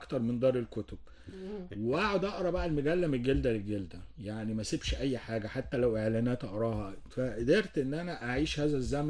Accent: Cairo, Cairo Governorate, Egypt; كنا ساكنين وانا صغير في وسط البلد، فكان قريب مني قوي السور الأزبكية القديم

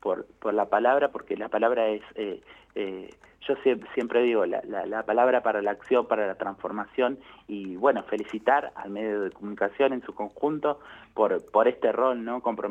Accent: Henderson, Buenos Aires Province, Argentina; now in La Plata, Argentina; soy platense, vivo en La Plata hace 20 años y siempre hago en contraposición. En mi localidad natal, que es Henderson, provincia de Buenos Aires

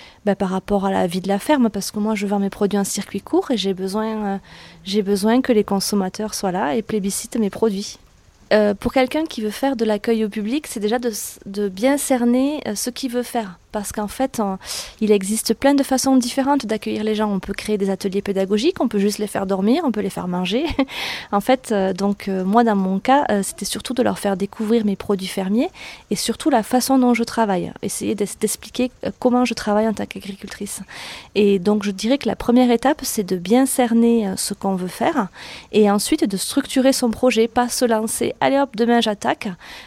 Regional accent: Occitanie, France; je suis venue aujourd'hui à la Réunion ici sur le Arieux-Pérou, mais je suis du Lévézou.

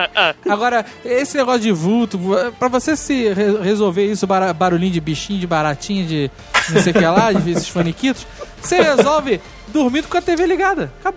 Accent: Rio de Janeiro, Brazil; Aí eu tava putaço, que eu sou carioca

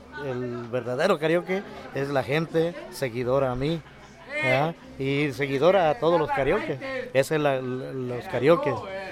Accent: Mexico; para que no se pierda esa esencia de México, ¿verdad? Que estemos siempre lo que somos, unidos, mexicanos

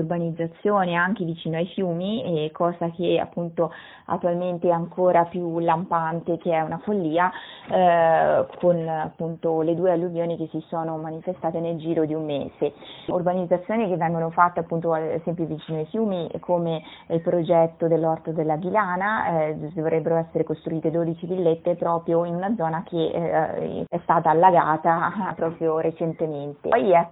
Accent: Faenza, Emilia-Romagna, Italy; e sono di Faenza

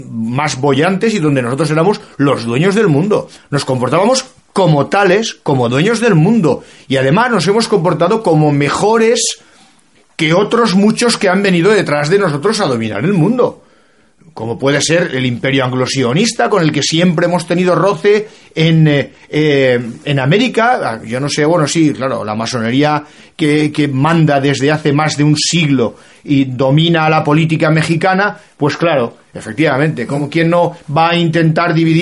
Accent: Spain; como español me molesta y me molesta gravemente que me tachen de asesino y me tachen de ladrón.

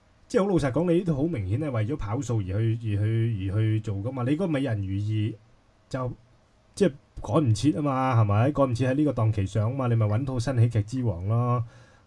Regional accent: Hong Kong; 我哋睇我哋香港人嘅觀眾，我哋唔好理人哋啦，係咪？

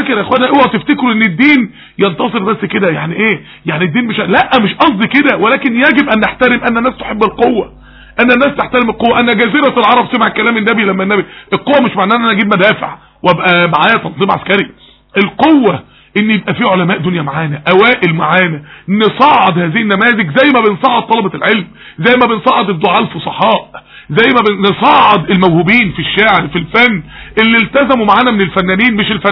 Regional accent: Mansoura, Dakahlia, Egypt; في احد الجامعات عندنا في المنصورة

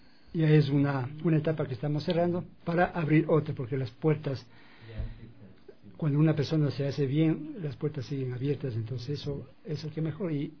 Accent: Tabacundo, Pichincha, Ecuador; born there; Tabacundo, que es la ciudad donde yo nací y en la que quiero seguir cumpliendo actividades culturales.

